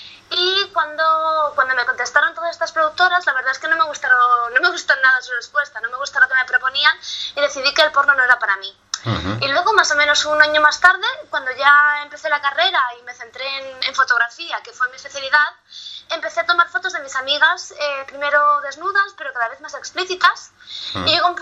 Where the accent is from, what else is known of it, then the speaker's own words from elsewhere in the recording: Madrid, Community of Madrid, Spain; now in California, United States; soy madrileña, no sé de Barcelona.